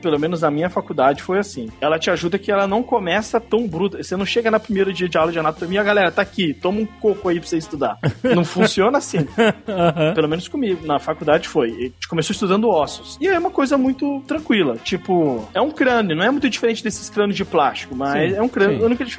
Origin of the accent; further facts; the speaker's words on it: Brasília, Federal District, Brazil; Ó, eu sou de Brasília, a terra do concurso público.